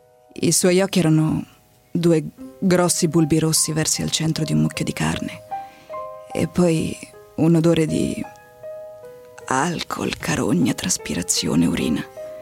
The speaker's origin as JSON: {"language": "Italian", "town": "Milan", "region": "Lombardy", "country": "Italy", "tie": "born or raised there", "said": "Però mamma romana e io nata e cresciuta a Milano"}